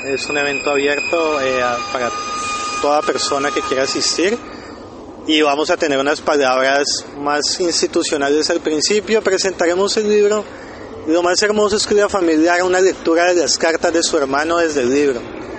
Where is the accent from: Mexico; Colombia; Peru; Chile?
Colombia; now in Argentina; Yo soy ciudadano colombiano, residente en Argentina.